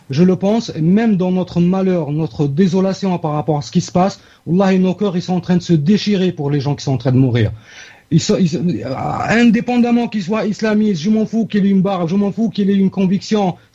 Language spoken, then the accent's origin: French; Algeria; Que ce soit chez nous en Algérie, comme l'a fait certains partis politiques chez nous